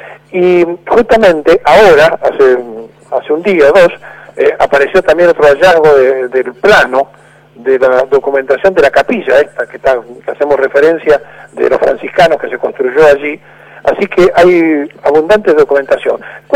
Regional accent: Argentina; fuimos herederos como argentinos de lo que fue todo lo español

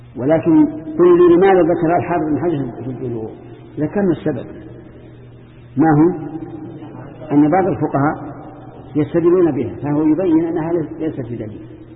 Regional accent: Saudi Arabia; لكن في بلادنا السعودية

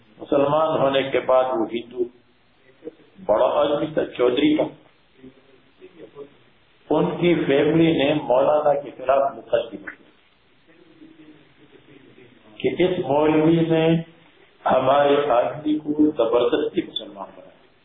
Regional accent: Mardan, Khyber Pakhtunkhwa, Pakistan; میں نے کہا میں مردان کا رہنے والا ہوں. اس زمانے میں مردان ہماری ہمارا ضلع.

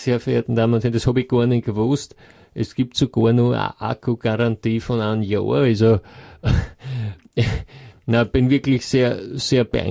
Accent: Graz, Styria, Austria; Ich meine, ich komme ja aus der Gegend, von dort, für mich war es kein Problem

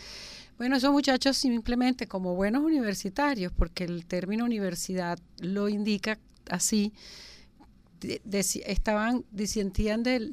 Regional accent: Venezuela; yo soy muy venezolana

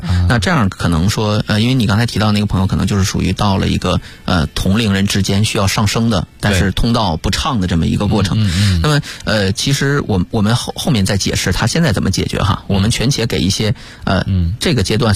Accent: Northeast China, China; 我是东北人哈

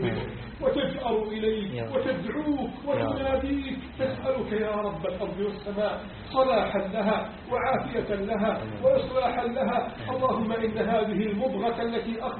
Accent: Egypt; اللهم احفظ بلدنا مصر من كيد الكائدين وعز الحاقدين وتربص الظالمين

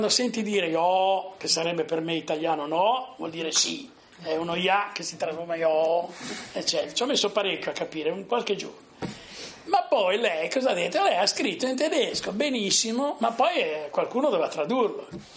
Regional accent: Sarzana, Liguria, Italy; siamo mezzi toscani, mezzi non siamo più liguri. Io poeticamente dico che la mia terra sarzana è quella zona benedetta da Dio che non è più Liguria, ma non è ancora Toscana

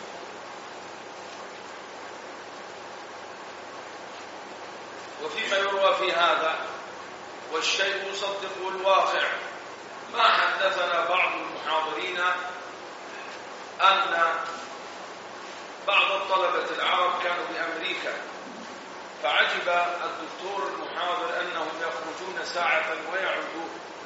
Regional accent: Egypt; ولعله من أمر العامة عندنا بمصر إذا كلمت الرجل كلمك على رأي المثل

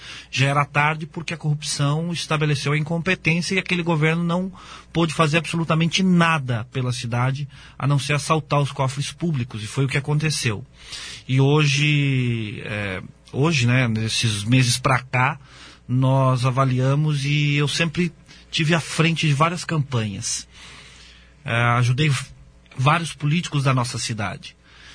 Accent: Foz do Iguaçu, Paraná, Brazil; por Foz do Iguaçu, né? Pela terra onde eu nasci, fui criado e vivo até hoje e pretendo continuar

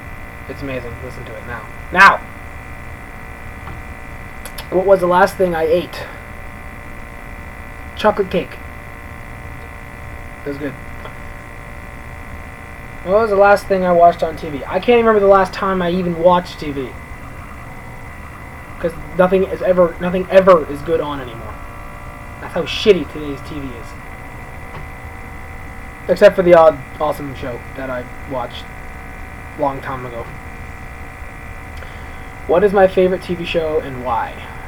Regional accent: Canada; I am from Canada. And yes, I'm pretty sure I'm living there now.

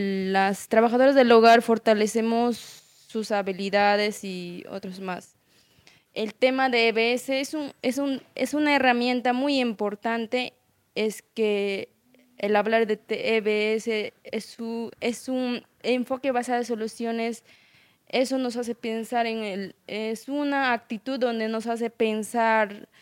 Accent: Ayacucho, Peru; yo vengo de Perú, que es departamento Ayacucho.

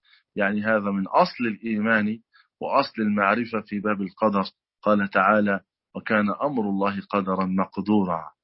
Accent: Egypt; accent: Egyptian; الكرسي في لهجتنا المصرية الكرسي

